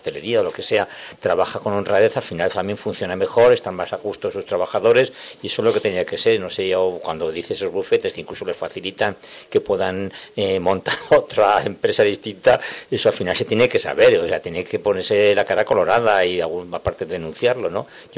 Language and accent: Spanish; Teruel, Aragon, Spain; Yo, como soy de Teruel, me alegro mucho de que por lo menos allí.